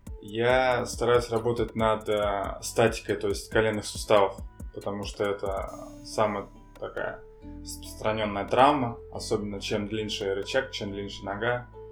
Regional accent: Ust-Kut, Irkutsk Oblast, Russia; Родился я в Иркутской области, в городе Усть-Куте. Вот. Там же я учился, закончил школу. Получается, все детство у меня прошло там.

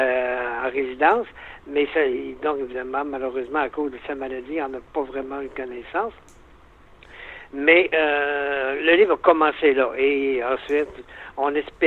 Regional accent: Quebec, Canada; je suis original de l'Abitibi.

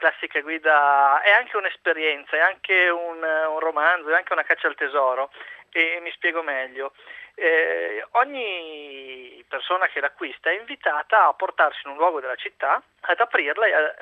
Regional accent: Mantua, Lombardy, Italy; now in Milan, Italy; io sono originario di Mantova, vivo a Milano da 10 anni

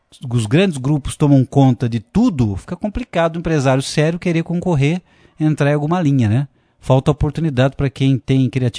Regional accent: Franca, São Paulo, Brazil; envolvendo a empresa de transporte lá de Franca, minha terra querida.

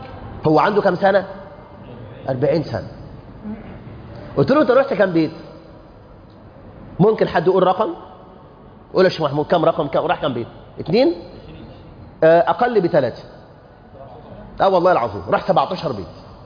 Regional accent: Egypt; إن عندنا في مصر الآن مش ألوف

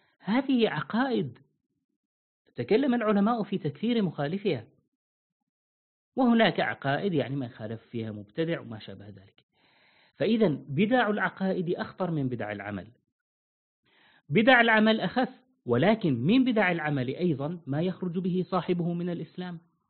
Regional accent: Syria; هذه كانت منتشرة عندنا في سوريا، لا أدري في باقي البلاد.

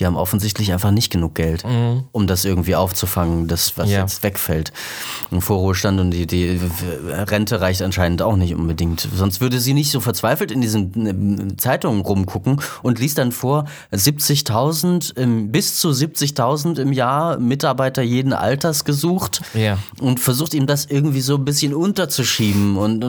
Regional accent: Leipzig, Saxony, Germany; ich bin halt in Leipzig aufgewachsen und dann ist man da irgendwie so ein bisschen rumgekommen

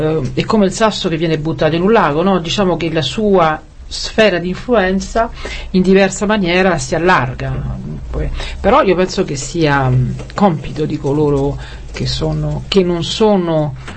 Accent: Rome, Lazio, Italy; dunque io da romana parteggio perché venite.

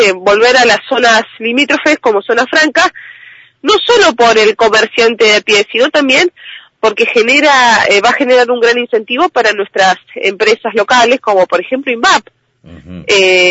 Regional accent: General Roca, Río Negro, Argentina; ustedes son de Viedma, yo soy de Roca

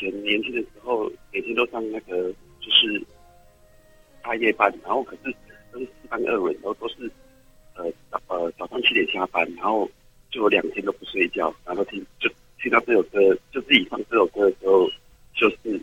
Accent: Tainan, Taiwan; 我是台南的

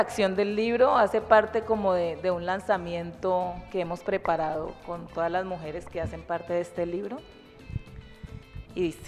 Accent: Cali, Valle del Cauca, Colombia; yo nací en el puerto, ahí en el puerto Mayarino de Cali. soy nacida y criada aquí en Cali. Y pues lo más lejos que me desplacé fue desde el barrio San Marino hasta aquí a Marroquín, que es donde vivo hasta hoy.

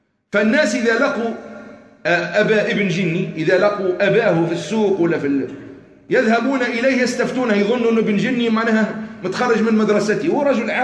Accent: Algeria; المعاصر اللي كان عندنا في الجزائر

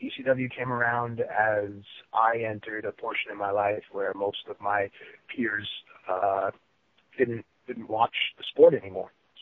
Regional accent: New York, United States; As an American boy growing up in New York, of course I enjoyed baseball and hockey as well

